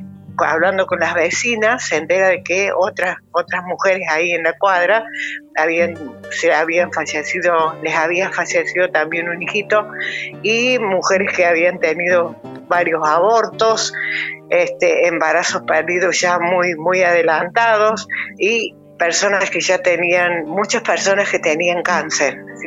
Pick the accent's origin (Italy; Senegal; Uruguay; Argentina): Argentina; Caramuchita, Córdoba; born there; jovencita me fui a vivir a Córdoba. En el año 90 me fui a vivir a barrio Ituzaingó Anexo. Después de 50 años estoy de vuelta de nuevo en Caramuchita, en donde yo nací. En mi barrio, Ituzaingó Anexo, en un barrio periférico de Córdoba